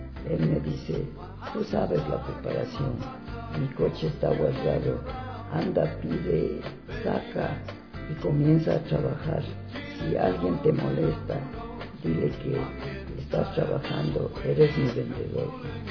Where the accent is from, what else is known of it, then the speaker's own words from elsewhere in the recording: Riobamba, Chimborazo, Ecuador; now in Quito, Ecuador; Señorita, yo soy de la provincia del Chimborazo, Riobamba.